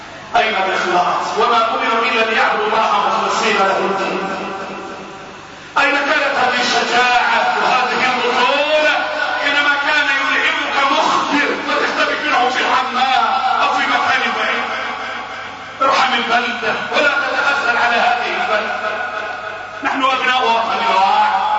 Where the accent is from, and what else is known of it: Egypt